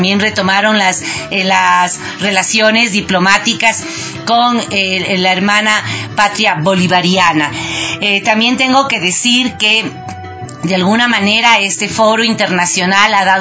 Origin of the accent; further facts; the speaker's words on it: Ecuador; de desarrollo como país y como ecuatorianos